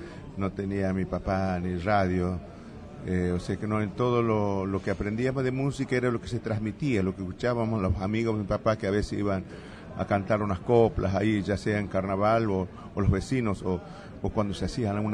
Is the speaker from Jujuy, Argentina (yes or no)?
yes; Yalala, Jujuy, Argentina; Yo me crié en un paraje que se llama Yalala. Nací y me crié en Yalala, que está a 1.5 kilómetros, casi 2 kilómetros del pueblo de Purmamarca.